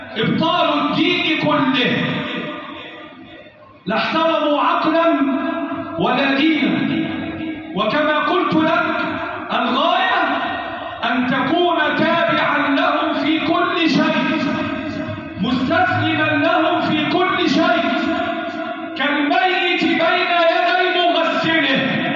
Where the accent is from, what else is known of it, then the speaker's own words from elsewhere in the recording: Egypt; اللهم احفظ بلدنا مصر وسائر بلاد